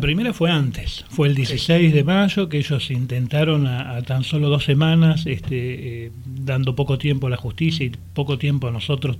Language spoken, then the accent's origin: Spanish; Buenos Aires, Argentina; accent: porteño; now in Loncopué, Argentina; vivo en Loncopué desde el año 2007. Uh-huh. Me establecí en marzo del 2007. Bueno, tengo acento porteño.